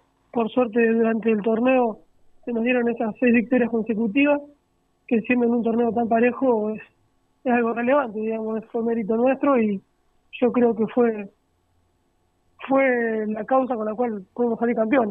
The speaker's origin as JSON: {"language": "Spanish", "town": "Tandil", "region": "Buenos Aires Province", "country": "Argentina", "said": "Sí, sí, soy de Tandil, sí."}